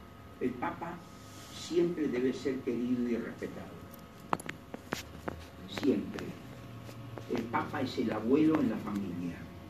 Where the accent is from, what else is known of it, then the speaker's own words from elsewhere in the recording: Argentina; Yo, como cualquier argentino, no hacemos eso.